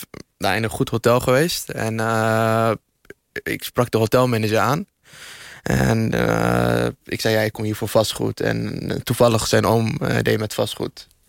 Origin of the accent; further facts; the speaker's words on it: Iraq; ik kom zelf uit Irak.